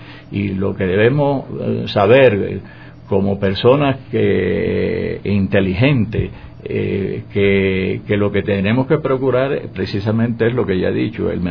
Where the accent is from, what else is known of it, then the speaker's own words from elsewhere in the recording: Cuba; tengo aquí una crítica que salió en la prensa a una, en mi país, en Cuba, en mi provincia, se hace un evento de cine